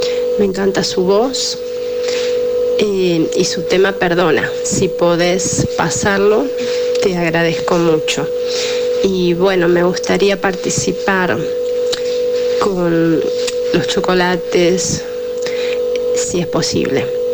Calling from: San Justo, Argentina; de San Justo.

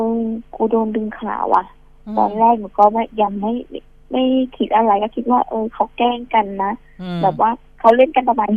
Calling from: Bang Khae, Bangkok, Thailand

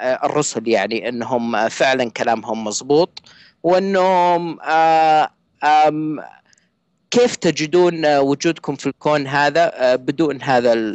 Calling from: Saudi Arabia; انا اكلمك من السعوديه، وانا ملحد

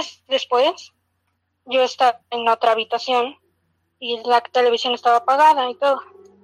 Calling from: Puebla, Mexico; Soy de Puebla.

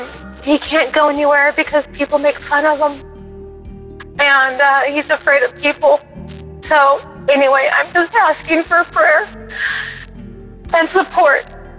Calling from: Bakersfield, California, United States; Hi, I'm a first-time caller. … I'm from Bakersfield, California.

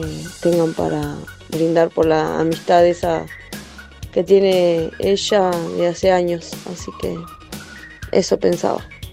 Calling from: Quilmes, Buenos Aires Province, Argentina; de Quilmes.

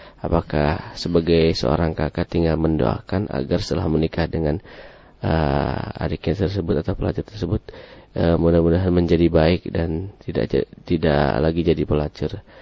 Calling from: Tegal, Central Java, Indonesia; Saya dari Tegal, alhamdulillah, mau bertanya.

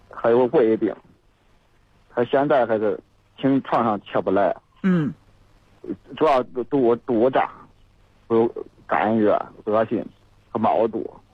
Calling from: Pingdingshan, Henan, China; 我是平顶山的。

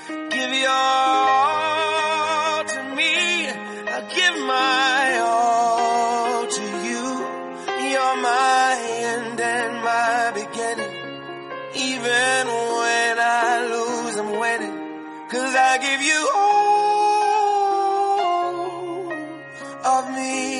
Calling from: Yilan County, Taiwan; 我是宜兰的

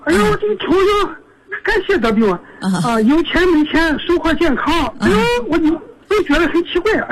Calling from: Qingdao, Shandong, China; 我是青岛的，山东青岛的

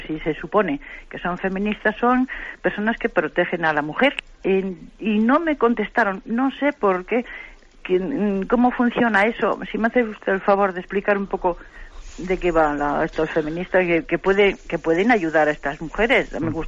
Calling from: Santander, Cantabria, Spain; de Santander.

